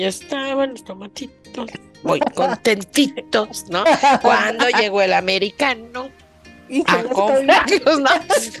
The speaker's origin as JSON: {"language": "Spanish", "country": "Mexico", "said": "Y nosotros también, como mexicanos, ¿no?"}